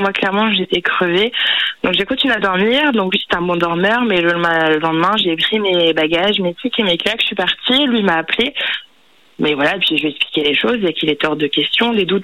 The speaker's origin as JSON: {"language": "French", "town": "Saint-Brieuc", "region": "Brittany", "country": "France", "said": "mais je ne suis pas de Bordeaux, je suis de Saint-Brieuc quand même."}